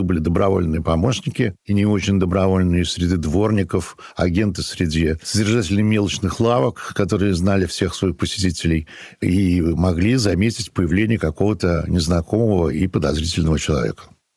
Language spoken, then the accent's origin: Russian; Saint Petersburg, Russia; Даже я помню маленьким, я вырос на Петроградской стороне в 50-60-е годы